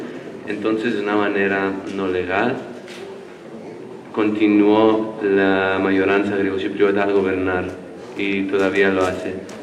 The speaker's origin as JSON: {"language": "Spanish", "country": "Mexico", "said": "ni soy de allá, pero viví un tiempo ahí y como mexicano"}